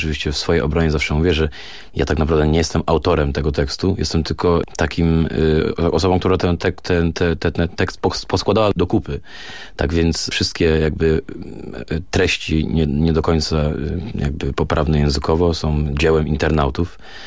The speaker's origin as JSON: {"language": "Polish", "town": "Gliwice", "region": "Silesian Voivodeship", "country": "Poland", "said": "Co jest oczywiście błędem w moim przypadku, bo ja z Gliwic jestem, więc kawałek do Warszawy mam."}